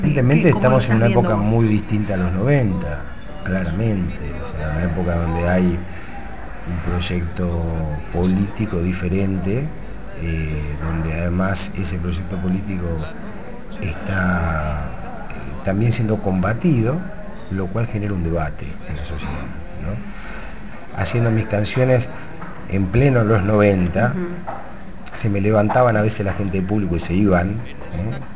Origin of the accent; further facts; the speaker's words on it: Tolosa, Buenos Aires Province, Argentina; born there; Sí, todo en la ciudad de La Plata. Nací en Tolosa, un barrio de La Plata.